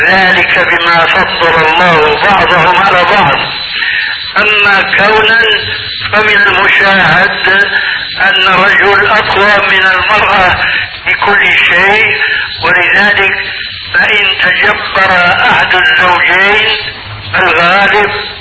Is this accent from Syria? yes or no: yes; Syria; كما يقولون عندنا في سوريا بالسريج وبفتيل